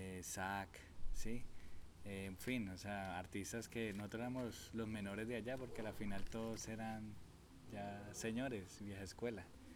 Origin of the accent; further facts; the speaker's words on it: Antioquia, Colombia; Y todo inicia en la Comuna 13, de donde soy, ¿sí?